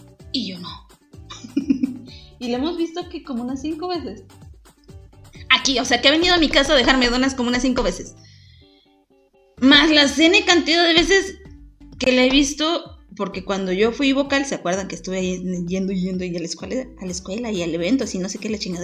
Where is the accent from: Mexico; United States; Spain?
Mexico; northern Mexico; ¡Sí, yo soy norteña!